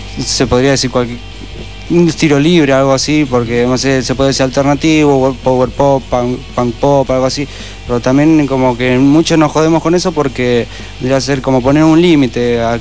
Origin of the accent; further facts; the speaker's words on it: Del Viso, Buenos Aires Province, Argentina; De Del Viso.